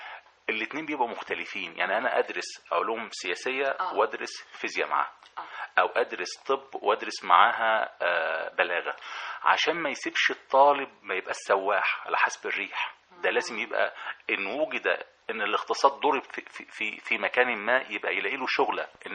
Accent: Egypt; عندنا في مصر مجموعة خبراء غير عاديين وإمكانياتهم غير عادية

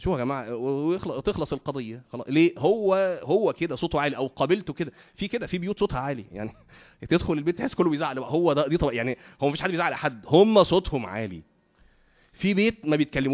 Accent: Cairo, Cairo Governorate, Egypt; انا من القاهره وتزوجت من اسكندريه برضو يعني ايه كان من حوالي 20 سنه

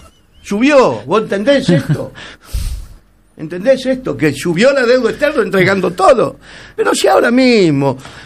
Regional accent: Argentina; Si yo soy argentino

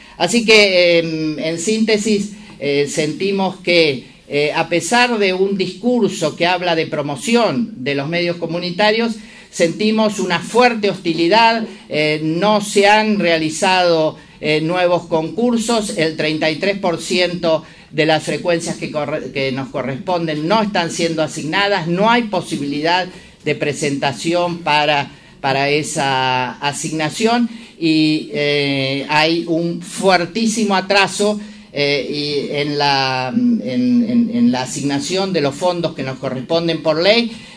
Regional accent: Río Negro, Argentina; Claro, yo soy de Río Negro, entonces hay que hacer 1000 kilómetros para presentarse personalmente.

